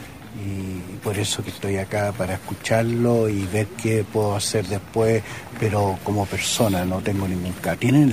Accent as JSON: {"language": "Spanish", "country": "Chile", "said": "como cualquier chileno bien nacido"}